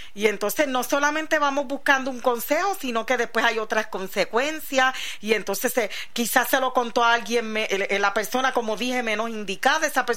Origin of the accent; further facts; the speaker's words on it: New York, United States; Que yo nací. Y me crié, parte de mi niñez fue en Nueva York, en Brooklyn